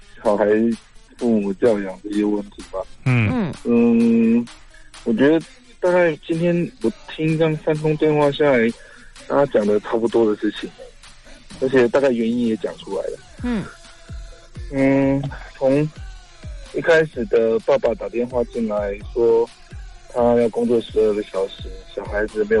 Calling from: Taipei, Taiwan; 我是台北的，

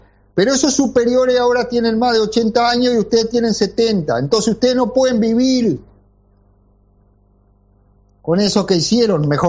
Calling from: La Coronilla, Rocha, Uruguay; de La Coronilla. Rocha. Balneario destruido por los milicos.

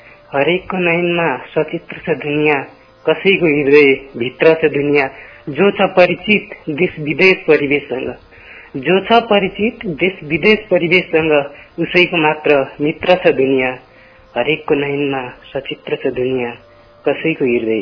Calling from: Surkhet, Karnali Province, Nepal; म सुर्खेत भैरव स्थानदेखि

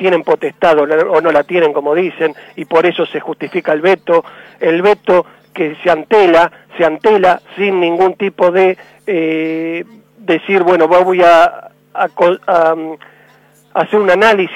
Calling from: Buenos Aires, Argentina; soy de Buenos Aires, no me puedo quejar tanto porque la gente del interior no sé a dónde tiene que ir para reclamar por las tarifas

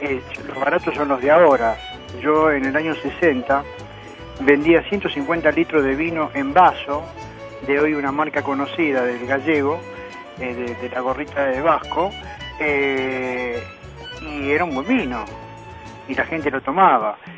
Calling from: Belgrano, Buenos Aires, Argentina; de Belgrano.

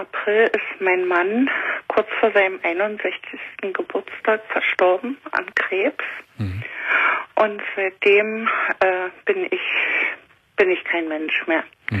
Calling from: Guben, Brandenburg, Germany; In Guben. Hier an der Neiße in Guben.

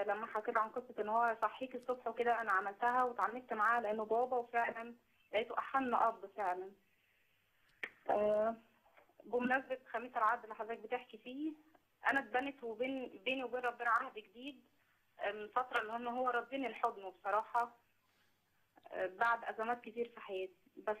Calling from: Minya, Minya Governorate, Egypt; انا بنت الرب من المنيا

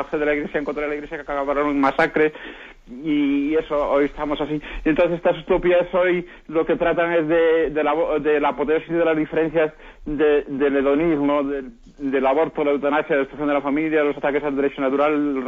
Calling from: Madrid, Community of Madrid, Spain; de Madrid.

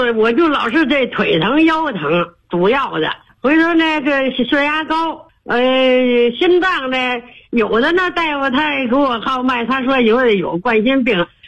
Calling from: Shunyi, Beijing, China; 我是顺义仁和花园的。

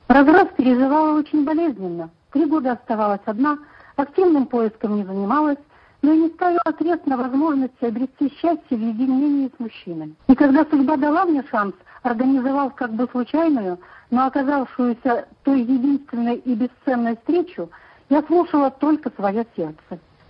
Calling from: Omsk, Omsk Oblast, Russia; я звоню из Омска.

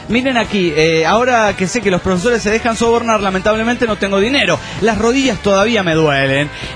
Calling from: Trelew, Chubut, Argentina; de Trelew, Chubut, Argentina.

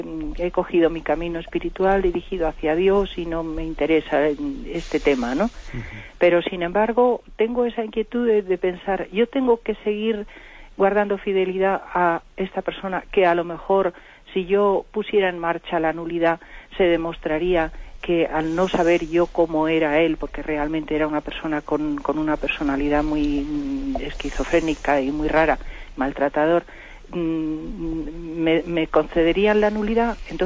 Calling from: Madrid, Community of Madrid, Spain; Buenos días … de Madrid.

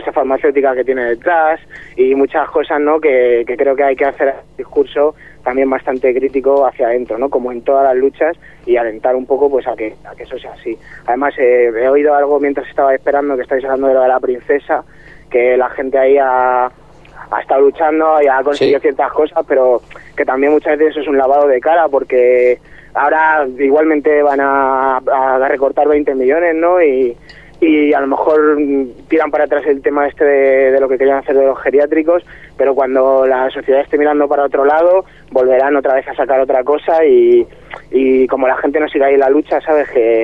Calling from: Leganés, Community of Madrid, Spain; de Leganés y estoy aquí con el loco.

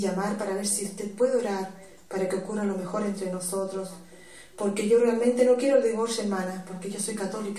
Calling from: New Jersey, United States; Soy de Nueva Jersey

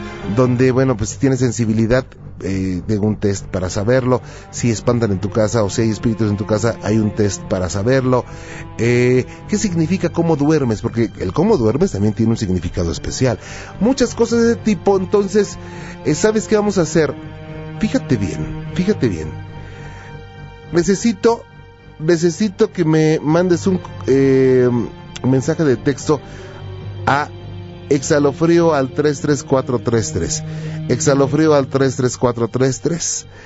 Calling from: Campeche, Mexico; Puedo participar, aunque soy de Campeche

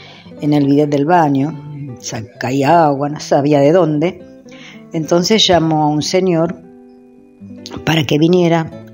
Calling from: Mar del Plata, Buenos Aires Province, Argentina; de Mar del Plata

